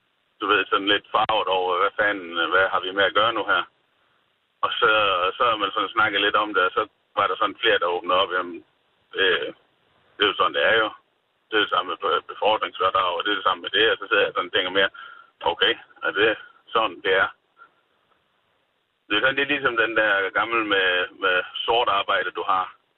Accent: Jutland, Denmark; Jeg kommer fra Jylland af

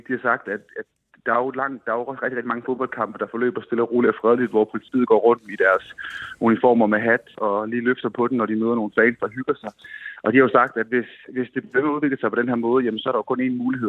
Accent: Svendborg, Region of Southern Denmark, Denmark; Jeg er fra Svendborg.

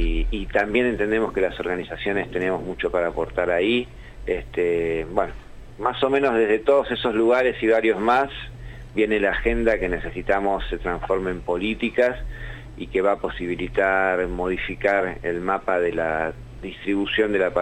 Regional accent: La Plata, Buenos Aires Province, Argentina; Yo soy de La Plata

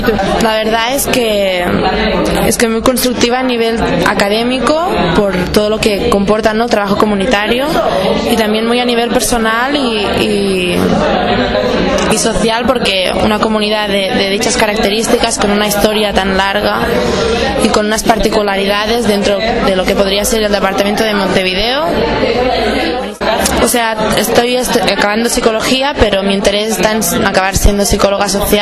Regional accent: Barcelona, Catalonia, Spain; vengo de Barcelona, de la Universidad Autónoma de Barcelona.

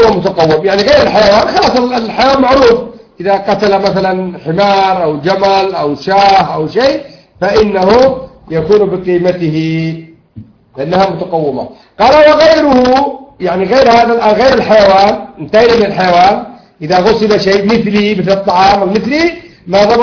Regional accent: Yemen; لكن إذا أتلف علي مثلا جنبية مثلا عندنا في اليمن

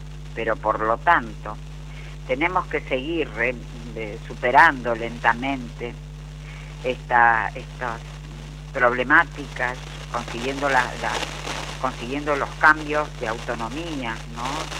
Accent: Argentina; Específicamente en nuestro país, Argentina, en mi país, Argentina, donde mantenemos esta red de mujeres libres de violencia, y justamente desde Buenos Aires, en la ciudad de San Martín

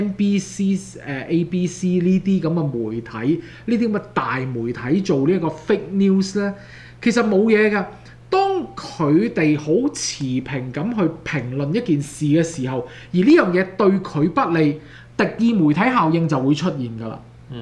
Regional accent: Canada; 因為始終我哋都加拿大人

